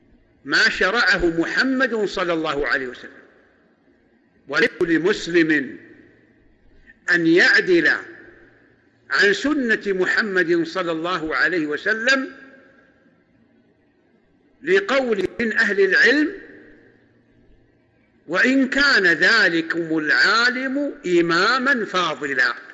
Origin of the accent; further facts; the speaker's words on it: Saudi Arabia; فنحن عندنا في السعودية وأظن في الدول المجاورة الناس لا يقتاتون بالشعير